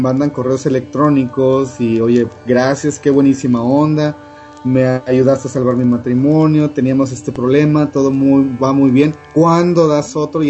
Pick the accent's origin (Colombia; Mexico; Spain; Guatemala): Mexico; Chiapas; ellos vivían en Chiapas, de donde yo soy